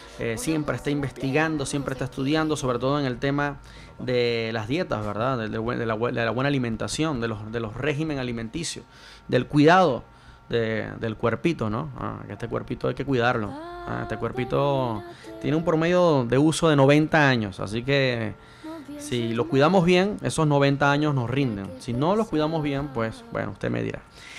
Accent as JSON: {"language": "Spanish", "country": "Venezuela", "moved": "yes", "lives_now": "Chile", "said": "Recuerdo cuando estaba en mi país que comerse una manzana era un lujo, porque era una manzana importada. Y no era importada de cualquier lugar, sino que era importada de aquí de Chile."}